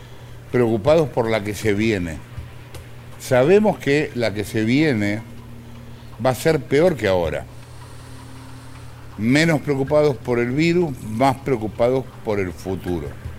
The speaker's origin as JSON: {"language": "Spanish", "country": "Argentina", "said": "yo como todo argentino que se precie de tal, estudié Derecho y afortunadamente lo abandoné."}